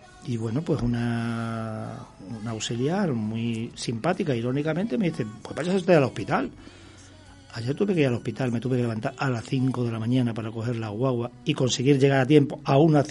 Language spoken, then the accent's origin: Spanish; Extremadura, Spain; fui para la península, para Badajoz, que como saben soy extremeño